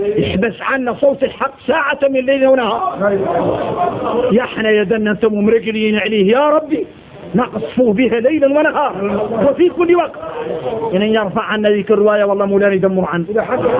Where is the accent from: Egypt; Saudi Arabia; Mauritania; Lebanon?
Mauritania; إني موريتاني